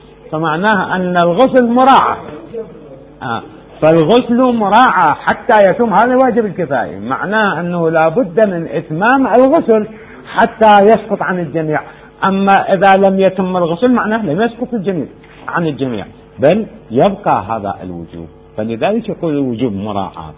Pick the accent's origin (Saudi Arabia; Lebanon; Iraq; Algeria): Iraq; Amarah, Maysan; في العمارة عندنا في العراق، محافظة ميسان الآن يسموها